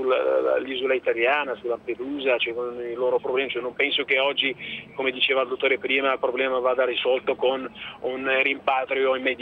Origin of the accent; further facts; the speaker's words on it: Morocco; così ve lo dico da proprio marocchino